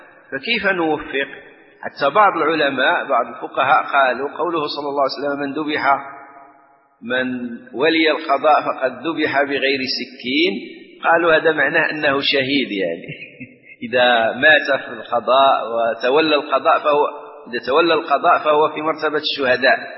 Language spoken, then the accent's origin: Arabic; Morocco; ونحن عندنا في المغرب